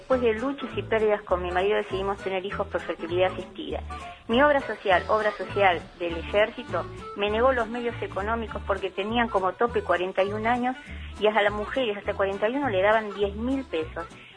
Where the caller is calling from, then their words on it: Chivilcoy, Buenos Aires Province, Argentina; de Chivilcoy.